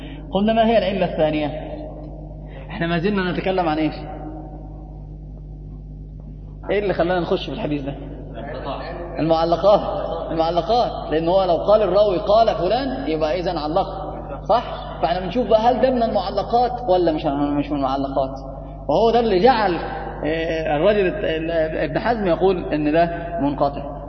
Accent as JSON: {"language": "Arabic", "country": "Egypt", "said": "يعني حتى عندنا في مصر لما أحد يخطأ"}